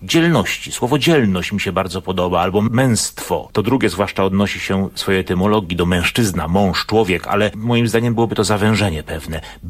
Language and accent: Polish; Wrocław, Lower Silesian Voivodeship, Poland; Z jednej strony jako wrocławianin podziwiałem powiedzmy urbanistyczną myśl, jaką widać w projektowaniu ulic, we Wrocławiu